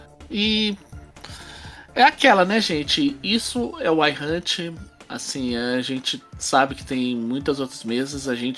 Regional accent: São Paulo, Brazil; eu sou paulista da história

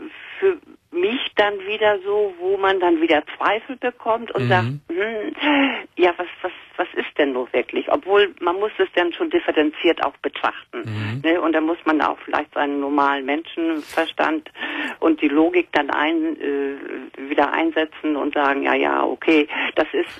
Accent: Germany; Ich als Deutsche und als freie Frau, weißt du, ich bin 70, ich bin nie verheiratet gewesen, ich hab einen Sohn, den habe ich alleine großgezogen.

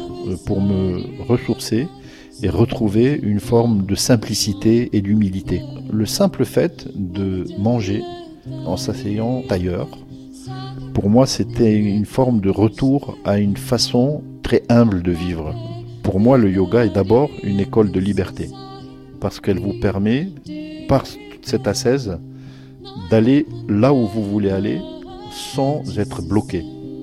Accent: Morocco; moved away as an adult; j'ai quitté le Maroc à l'âge de 20 ans.

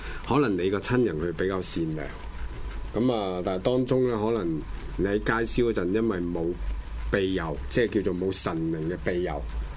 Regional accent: China; 其實自古以嚟人，尤其是我哋中國人就話入土為安啊嘛。

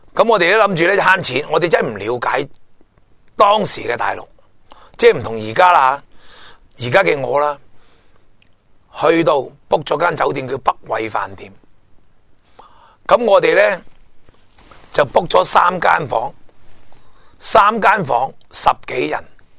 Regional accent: China; 就令到我个人呢就觉得身为中国人自豪啊！

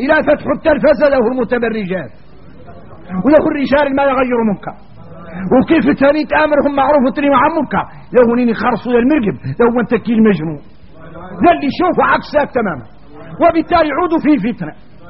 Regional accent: Mauritania; إذا احنا موريتاني مرضى القلوب

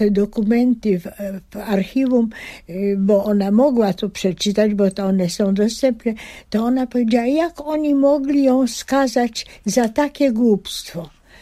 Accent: Pabianice, Łódź Voivodeship, Poland; also born or lived in Biała; Ja urodziłam się na wsi w Białej koło Zgierza i to była właśnie początek mojego życia. Potem ze względu na szkoły rodzice postarali się przenieść do Pabianic, bo córki już dojrzały i jeszcze nadawały do pójścia do gimnazjum. No i ja oczywiście chodziłam do szkoły już w Pabianicach.

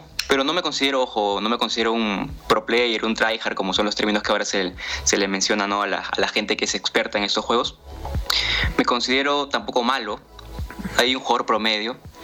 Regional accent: Ica, Peru; como ya lo mencionaste, soy de Perú, exactamente vivo en Ica, que es un departamento que está a 4 horas de la capital, que es Lima.

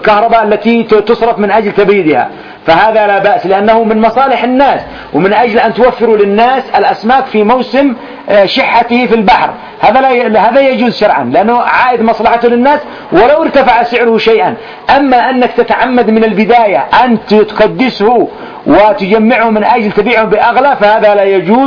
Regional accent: Yemen; فمثلا الآن التونة ما يسمى عندنا في اليمن تونة

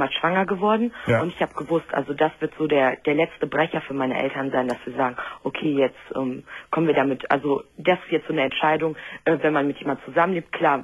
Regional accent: Düsseldorf, North Rhine-Westphalia, Germany; also ich komme aus Düsseldorf

